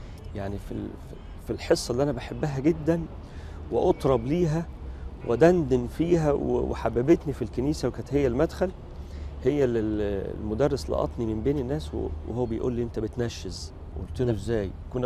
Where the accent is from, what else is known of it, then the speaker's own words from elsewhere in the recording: Cairo, Cairo Governorate, Egypt; احنا كنا ساكنين الاول في حته غير شبرا، يعني اتولدت في شبرا بس كنا ساكنين في حته جنب شارع محمد علي، وما كانش في كنائس هناك كتير،